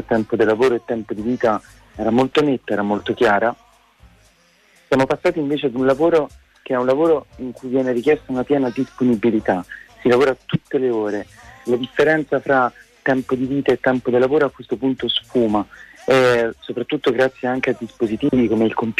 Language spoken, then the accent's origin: Italian; Rome, Lazio, Italy; Io sono di Roma